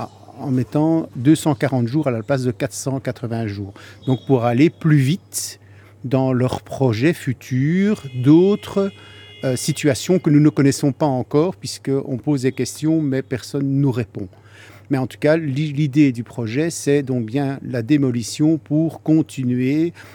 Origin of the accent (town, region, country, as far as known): Brussels, Belgium; born or raised there